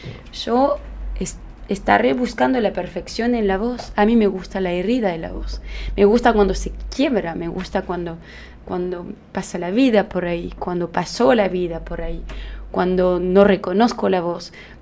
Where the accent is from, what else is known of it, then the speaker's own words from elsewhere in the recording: France; Spanish is a second language; Era parte de nuestra cultura, como yo soy francesa, entonces...